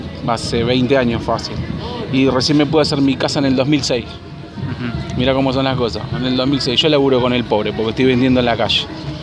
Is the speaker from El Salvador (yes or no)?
no; Buenos Aires, Argentina; vengo de Buenos Aires. Y la sigo a todos lados.